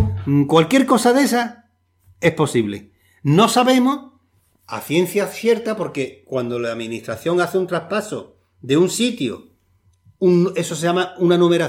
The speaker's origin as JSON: {"language": "Spanish", "country": "Spain", "said": "como todos conocemos en nuestro país y somos españoles y españolas"}